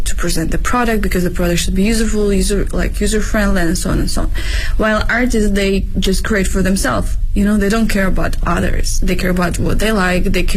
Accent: Ukraine; now in Beijing, China

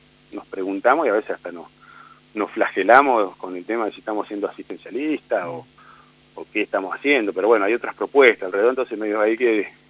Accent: Buenos Aires, Argentina; yo vengo de afuera, vengo de la provincia de Buenos Aires, entonces no conocía los barrios mucho de la ciudad

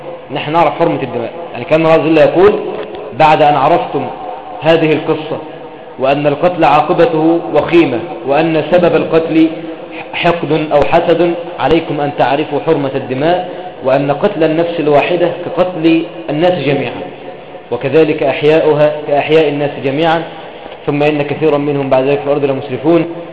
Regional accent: Egypt; اللهم احفظ بلدنا مصر يا رب العالمين

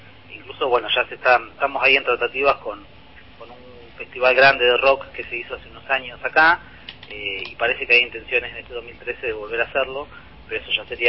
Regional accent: Chascomús, Buenos Aires Province, Argentina; also born or lived in La Plata; Nací en La Plata, y mi familia, cuando yo tenía 6 años, nos instalamos acá en Chascomús, así que, digamos, también tengo mis raíces en La Plata, y he estudiado allá, y bueno, voy constantemente.

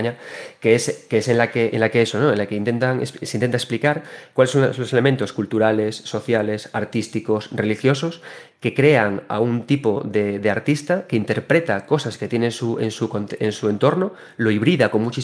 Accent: Galicia, Spain; como gallego, nosotros en Galicia tenemos una literatura propia

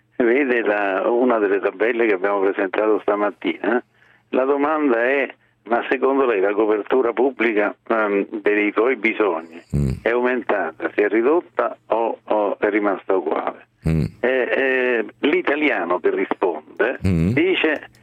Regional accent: Rome, Lazio, Italy; io sono romano, ma se io penso a Roma

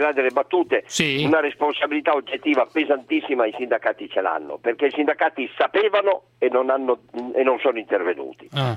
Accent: Turin, Piedmont, Italy; Io sono di Torino.

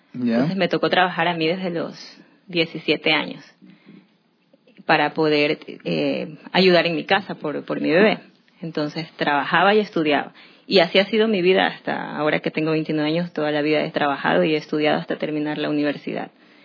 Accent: Durán, Guayas, Ecuador; yo soy de Durán. Me he criado ahí toda mi vida. Nací en Guayaquil porque no habían maternidades ahí. Me tocó que mi madre me venga a dar a luz en la ciudad de Guayaquil, pero soy durandeña de corazón.

